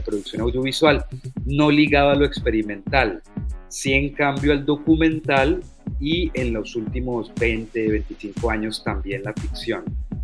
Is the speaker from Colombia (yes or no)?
yes; Cali, Valle del Cauca, Colombia; also born or lived in Bogotá; el Caribe colombiano, que casualmente es la región donde yo vivo hoy. Realmente yo nací en Bogotá, pero me crié en Cali. Y ahorita estoy viviendo en el Caribe colombiano